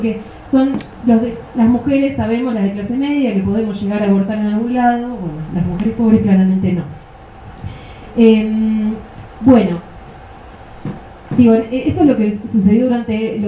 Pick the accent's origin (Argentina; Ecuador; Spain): Argentina; por los cuales conserva su salud el movimiento de mujeres y su radicalidad en mi país. El primero es los encuentros nacionales de mujeres. No se puede hablar de movimiento de mujeres en Argentina sin eso.